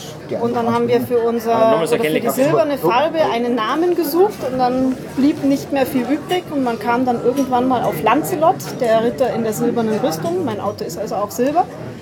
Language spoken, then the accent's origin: German; Fürstenfeldbruck, Bavaria, Germany; born there; Gebürtig? Geboren in Fürstenfeldbruck. In Bayern.